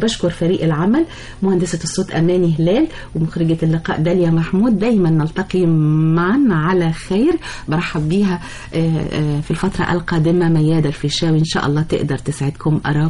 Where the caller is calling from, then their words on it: Mansoura, Dakahlia, Egypt; طبعا انا بسمعكم من المنصوره